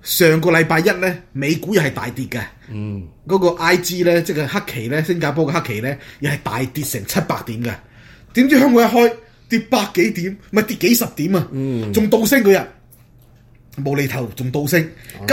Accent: China; 我哋中國人民咧、調氣唔順咧

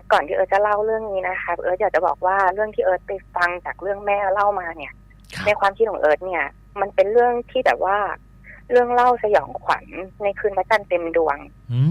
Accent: Bangkok, Thailand; เกิดขึ้นที่กรุงเทพนะคะบ้านอยู่ที่กรุงเทพแถวลาดพร้าว

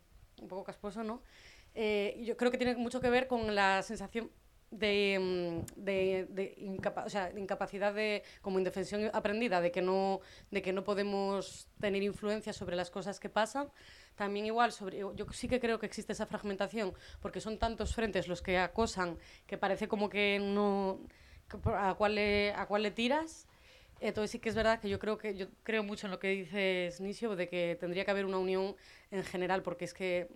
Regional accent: Cantabria, Spain; la gente de mi, no voy a decir de mi pueblo, sino de la gente que yo conozco de Cantabria, de mi edad y tal

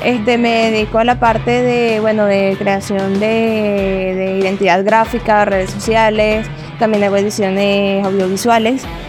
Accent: Valencia, Carabobo, Venezuela; lo que pasa es que no somos aquí, mira, somos de Valencia, man.

